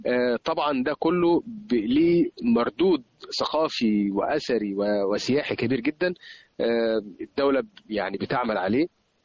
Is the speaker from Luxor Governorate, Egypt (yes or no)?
yes; Luxor, Luxor Governorate, Egypt; يعني مجرد أصغر أثر عندنا في الأقصر